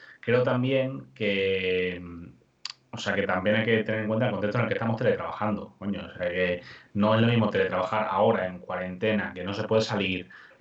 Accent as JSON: {"language": "Spanish", "region": "Extremadura", "country": "Spain", "said": "porque me quiero ir a mi pueblo, ya está, me voy a Extremadura"}